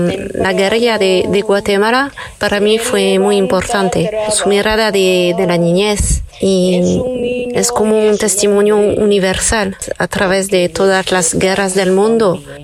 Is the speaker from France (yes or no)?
yes; France; Spanish is a second language; soy francesa